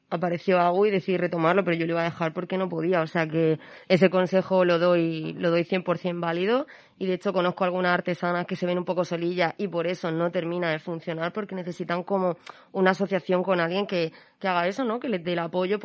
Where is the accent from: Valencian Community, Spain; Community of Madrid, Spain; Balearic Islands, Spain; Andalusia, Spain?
Community of Madrid, Spain; Madrid; now in Murcia, Spain; Veo como madrileña que soy realmente, estoy enamorada de Murcia y la prefiero mil veces antes que Madrid